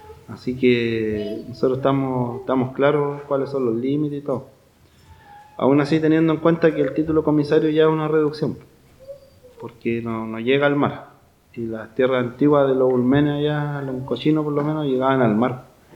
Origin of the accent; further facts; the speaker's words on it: Pilcahuín, Los Ríos, Chile; yo vengo del Lofpi Pilcahuín, que queda acá a más o menos 25 kilómetros a la costa de la Unión. Somos una comunidad formada en base a una familia, igual familias ancestrales de allá del territorio